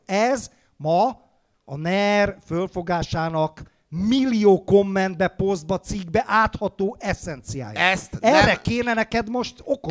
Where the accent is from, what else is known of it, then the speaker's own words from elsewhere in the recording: Hungary; Az érdekel, mivel magyar vagyok, hogy milyen szövetséges